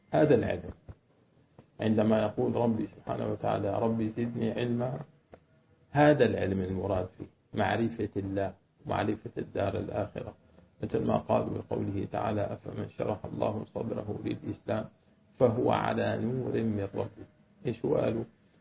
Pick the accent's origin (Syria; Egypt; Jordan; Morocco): Syria; أنا سورية سورية بعضي سورية سورية لأنه سورية